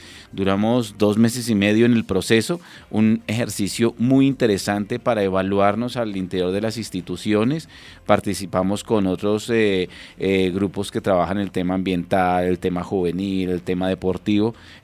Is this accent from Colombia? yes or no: yes; Colombia; lo que nos divide, pero también sobre lo que nos une como colombianos.